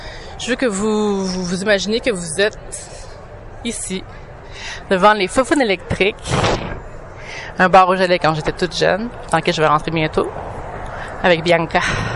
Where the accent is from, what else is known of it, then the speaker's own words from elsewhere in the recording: Montreal, Quebec, Canada; c'est le quartier de ma famille, le quartier de mes ancêtres. Depuis au moins les années 20, on vient d'ici.